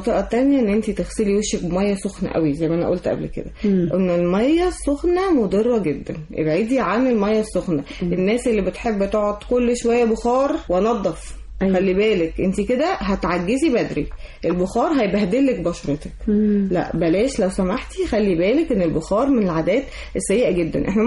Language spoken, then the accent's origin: Arabic; Egypt; واحنا كمصريين اول ناس طلعنا